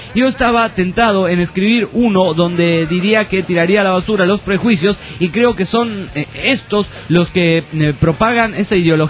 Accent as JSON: {"language": "Spanish", "town": "Pereira", "region": "Risaralda", "country": "Colombia", "said": "Soy colombiano, de la ciudad de Pereira."}